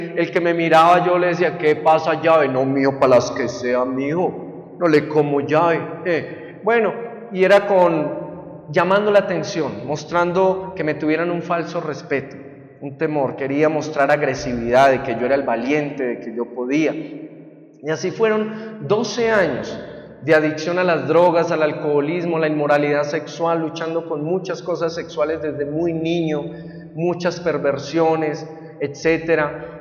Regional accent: Buga, Valle del Cauca, Colombia; born there; yo nací en Bugavalle y como muchos en Colombia nací en un hogar muy disfuncional.

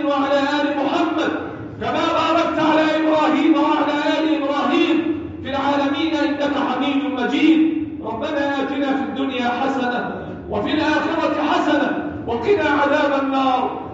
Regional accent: Egypt; اللهم احفظ بلدنا مصر وسائر بلاد المسلمين

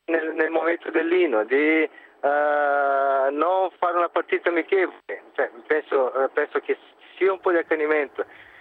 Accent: Brazil; Italian is a second language; now in Italy; io sono brasiliano, sono qua da 15 anni

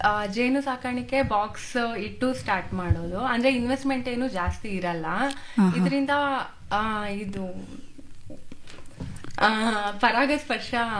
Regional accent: Sagar, Karnataka, India; Actually ನನ್ನ ಊರು ಸಾಗರ.

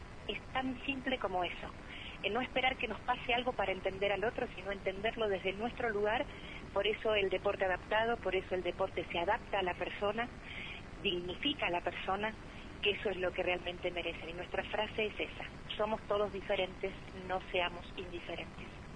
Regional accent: Argentina; Somos argentinos. No pertenecemos a ningún espacio político, somos argentinos.

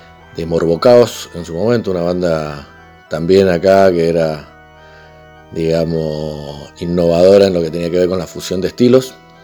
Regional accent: San Rafael, Mendoza, Argentina; de San Rafael Mendoza

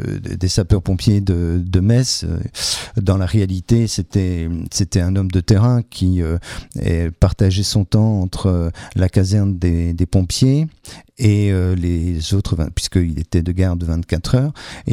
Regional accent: Brussels, Brussels-Capital Region, Belgium; j'ai grandi à Bruxelles avec mes parents, on venait passer les vacances à Metz, au Sablon, chez mes grands-parents.

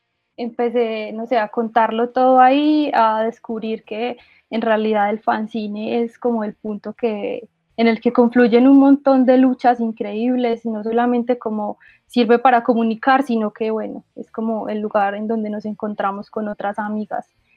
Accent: Manizales, Caldas, Colombia; Pues yo soy de acá, de Manizales, una ciudad en donde realmente no pasan muchas cosas

